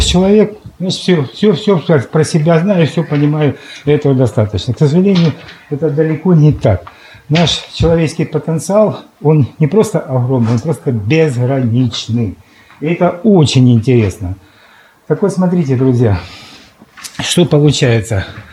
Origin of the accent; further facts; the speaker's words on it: Luhansk, Luhansk Oblast, Ukraine; Я сам с Луганска